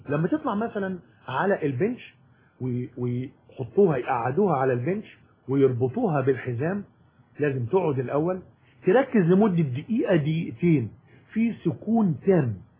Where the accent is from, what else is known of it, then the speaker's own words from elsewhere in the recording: Egypt; احنا عندنا في مصر يمكن المشكله ان احنا بنتعامل مع البطل المعاق على انه معاق